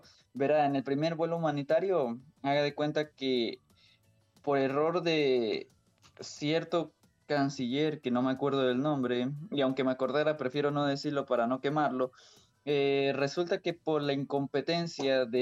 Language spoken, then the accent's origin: Spanish; Ecuador; porque no somos los únicos ecuatorianos que estamos y llegamos.